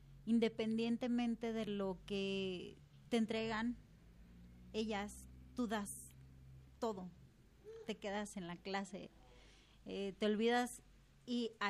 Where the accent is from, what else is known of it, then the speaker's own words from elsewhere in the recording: Guadalajara, Jalisco, Mexico; Bueno, yo soy de aquí, de Guadalajara, Jalisco, orgullosamente de tapatía.